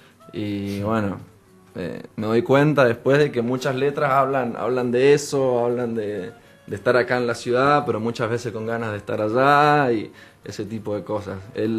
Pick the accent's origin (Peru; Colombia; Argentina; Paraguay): Argentina; Resistencia, Chaco; moved away as an adult; also born or lived in Spain; Y en el 2006 me fui a vivir a España, estuve viviendo un año ahí, que fue la primera vez que me fui mucho tiempo de Resistencia. Y cuando volví estuve una semana en mi casa de Resistencia y dije no